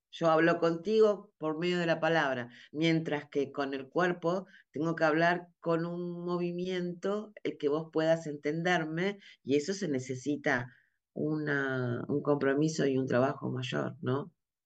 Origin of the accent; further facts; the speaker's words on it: Argentina; Si bien digamos, soy argentina y dentro de la danza es mi cultura